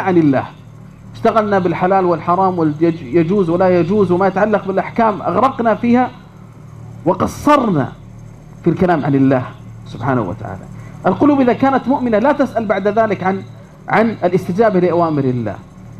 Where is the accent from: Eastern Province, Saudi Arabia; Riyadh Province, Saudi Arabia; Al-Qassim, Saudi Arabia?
Riyadh Province, Saudi Arabia; Riyadh; أذكر هنا قصة مؤثرة جدا حصلت عندنا في الرياض